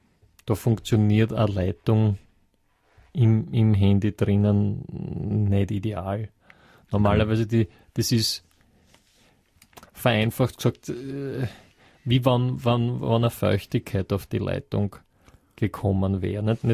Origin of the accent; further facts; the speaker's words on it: Vienna, Austria; Also, ich als Wiener, als Österreicher, verstehe dort ja gar nichts.